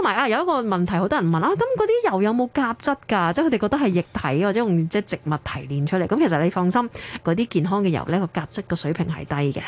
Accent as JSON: {"language": "Cantonese", "country": "Hong Kong", "said": "咁即係我哋傳統，我哋香港人有，譬如可能可以用多啲胡椒粉啊、醋啊、少量嘅糖啊"}